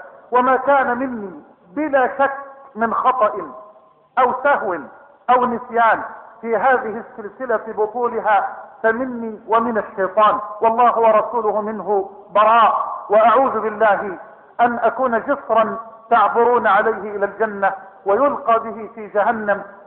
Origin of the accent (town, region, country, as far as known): Egypt